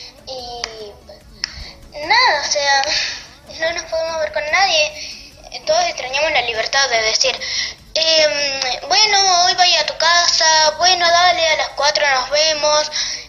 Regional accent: Paraná, Entre Ríos, Argentina; soy de Paraná, Entre Ríos

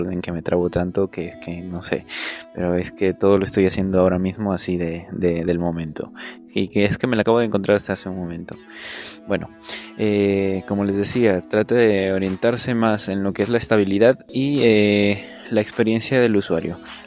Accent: Peru; Como saben, soy de Perú.

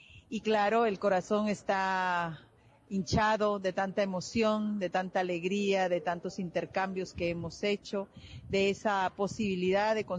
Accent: Guatemala; Soy guatemalteca

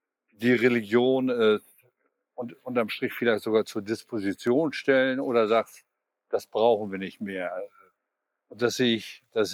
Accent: Hamburg, Germany; wie wir als Hamburger mit den Feiertagen

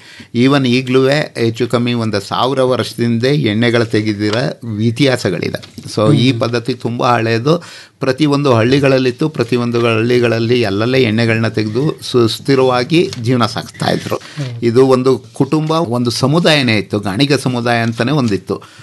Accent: Chamarajanagar, Karnataka, India; ನನ್ನ ಹುಟ್ಟೂರು ಚಾಮರಾಜನಗರ. ನನ್ನ ತಂದೆ ಪೊಲೀಸ್ ಇಲಾಖೆಯಲ್ಲಿದ್ದವರು, ನನ್ನ ತಾಯಿ ಗೃಹಿಣಿ, ನನ್ನ ಜೊತೆ 3 ಅಕ್ಕಂದಿರಿದ್ರು. ನನ್ನ ವಿದ್ಯಾಭ್ಯಾಸ, ಪ್ರಾಥಮಿಕ ವಿದ್ಯಾಭ್ಯಾಸ ಮತ್ತು ಕಾಲೇಜು ಶಿಕ್ಷಣ ಎಲ್ಲ GSS college ಚಾಮರಾಜನಗರದಲ್ಲೇ up to degree ತನಕ BCOM ಮಾಡಿದೆ.

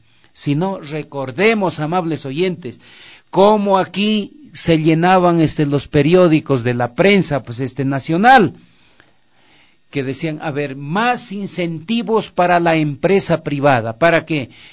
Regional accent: Ecuador; Yo no he visto en mi país sector más pedigüeño que el sector empresarial, no. Los propósitos podían ser buenos, pero no eran reales. Ahí había todo un engaño al pueblo ecuatoriano para arrancar los dineros del gobierno de turno.

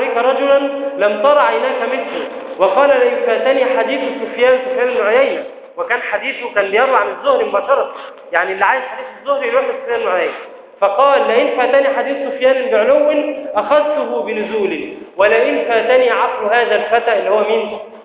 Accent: Egypt; إحنا مثلا عندنا في مصر هنا قوت أهل مصر مثلا الأرز والفول والعدس مثلا

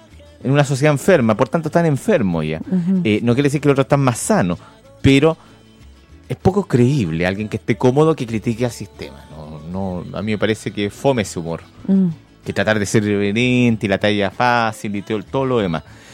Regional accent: Chile; Como chilenos nos hemos puesto grave

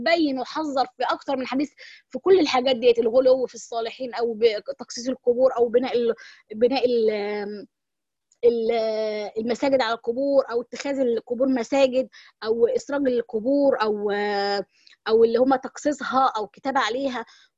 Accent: Egypt; عارفين انتوا عندنا في مصر او في بعض الدول

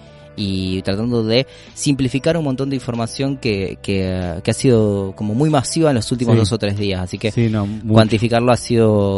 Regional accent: Uruguay; No puedo vivir un termo y soy uruguayo.

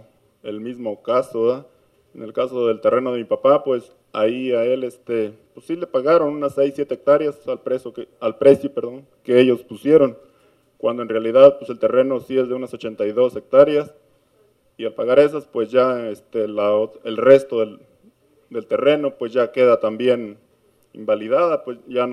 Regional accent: Tapesco, Jalisco, Mexico; también vengo de la comunidad de Tapesco, municipio de Tequila, Jalisco

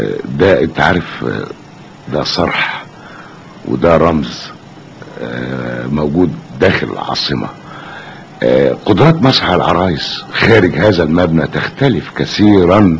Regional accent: Egypt; يعرفوا ان انا من مصر، يعني بلا بدون ما اقدم نفسي

